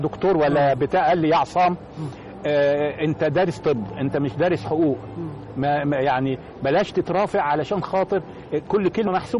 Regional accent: Egypt; ازاي انا اعيش وانا مصري وبحب مصر

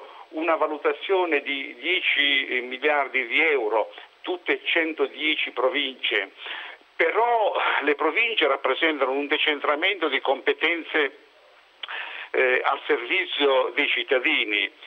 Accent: Barletta, Apulia, Italy; now in Bari, Italy; Io sono originario di Barletta, ma sono da 40 anni che sto a Bari.

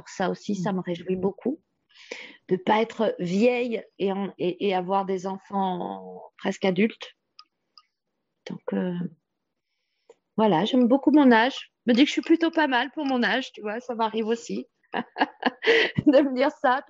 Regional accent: Île-de-France, France; now in Guadeloupe; je suis originaire de France, de région parisienne, où bah, j'étais chez moi, on va dire.

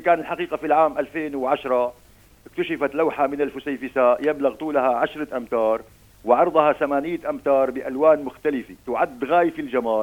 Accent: Beit Yashout, Latakia Governorate, Syria; جينا على بيت ياشوت اللي هي ضيعتنا نحن بالأساس.

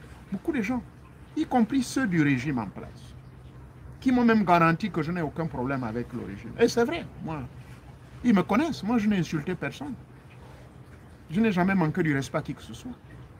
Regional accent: Gabon; moved away; Je suis né au Gabon. Je suis fier d'être Gabonais.

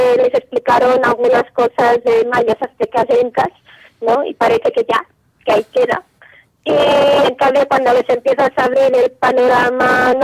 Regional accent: Catalonia, Spain; Ya sabes cómo somos los catalanes en algunos momentos

